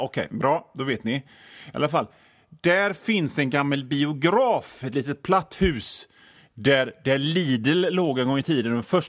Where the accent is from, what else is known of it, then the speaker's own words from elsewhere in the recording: Hönö, Västra Götaland County, Sweden; alltså jag är från Hönö, jag är inte någon av dem.